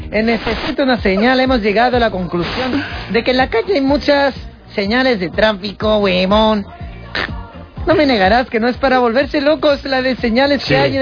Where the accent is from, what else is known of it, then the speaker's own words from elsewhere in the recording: Reus, Catalonia, Spain; born there; No, nací aquí en Reus.